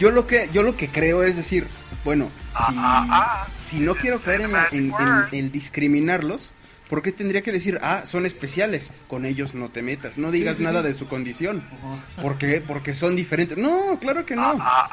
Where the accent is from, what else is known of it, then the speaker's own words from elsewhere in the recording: Durango, Mexico; Del norte de Durango, de hecho.